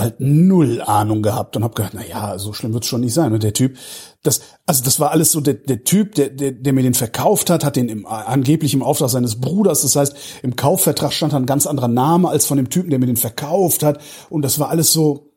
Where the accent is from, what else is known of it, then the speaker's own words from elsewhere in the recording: Cologne, North Rhine-Westphalia, Germany; born there; als ich komme aus Köln gebürtig